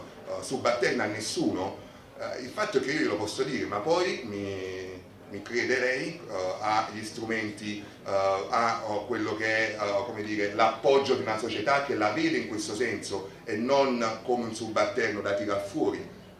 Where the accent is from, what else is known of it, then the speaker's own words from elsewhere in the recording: Naples, Campania, Italy; quando sto con gli italiani, quando sto con i napoletani, sono di Napoli